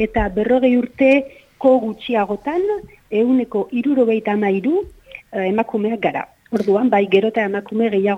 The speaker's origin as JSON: {"language": "Basque", "town": "San Sebastián", "region": "Basque Country", "country": "Spain", "tie": "born there", "said": "ni sortzez Donostiarra naiz, orduan ba irian jaio nintzen"}